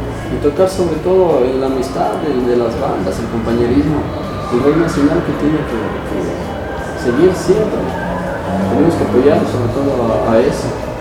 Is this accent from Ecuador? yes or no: yes; Ecuador; Que vive el Ecuador sobre todo y somos ecuatorianos de corazón.